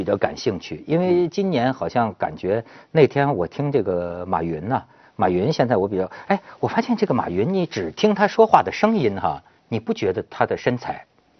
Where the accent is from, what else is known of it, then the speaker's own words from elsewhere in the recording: Hebei, China; 我们河北那儿庙也很多